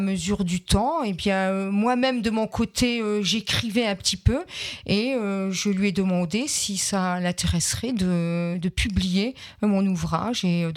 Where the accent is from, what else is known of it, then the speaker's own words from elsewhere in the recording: Grand Est, France; je viens de Moselle, mon papa était ouvrier oui. à Florange